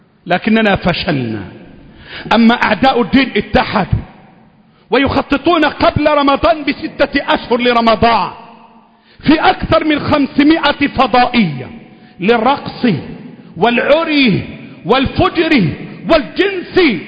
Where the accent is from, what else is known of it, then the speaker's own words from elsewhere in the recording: Egypt; اللهم احفظ بلدنا مصر